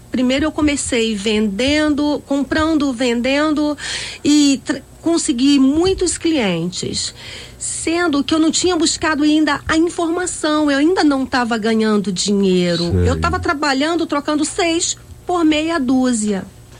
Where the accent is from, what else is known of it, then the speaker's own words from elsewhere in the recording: Bahia, Brazil; now in Rio de Janeiro, Brazil; Mas eu não sou do Alemão, eu sou da Bahia.